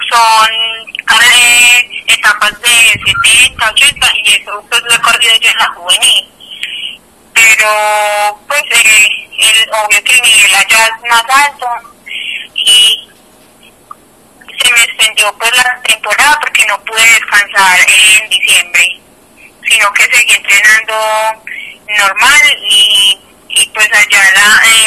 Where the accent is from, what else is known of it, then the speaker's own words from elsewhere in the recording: Medellín, Antioquia, Colombia; No, no, yo soy de Medellín. Entonces, no, ellas están allá.